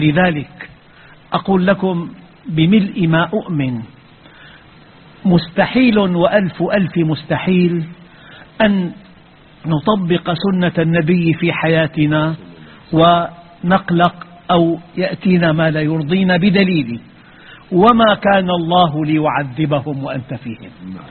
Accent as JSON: {"language": "Arabic", "country": "Syria", "said": "عندنا في الشام"}